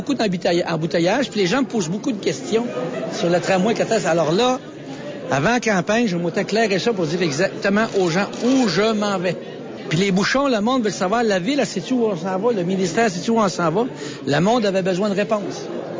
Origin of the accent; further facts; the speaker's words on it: Quebec, Canada; On est des Nord-Américains, et premièrement, les villes sont beaucoup moins densifiées, en tout cas, quant à Québec.